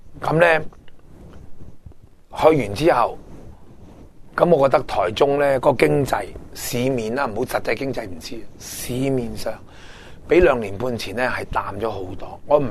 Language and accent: Cantonese; Hong Kong; 我哋香港人习惯用八达通咩都八达通俾钱去解决件事。